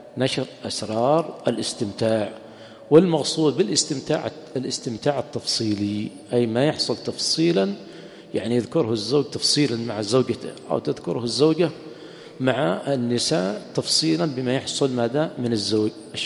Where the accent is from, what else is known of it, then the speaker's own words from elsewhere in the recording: Yemen; أما عندنا في اليمن خاصة في المناطق الحارة حمام طبيعي ما يحتاج